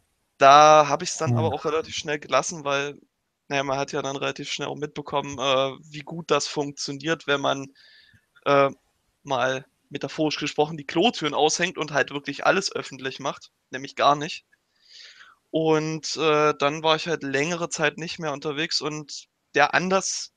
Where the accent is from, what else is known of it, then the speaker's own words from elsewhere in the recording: East Germany, Germany; komme ich ja aus dem Osten und im Sachsen-Anhalt-Landesverband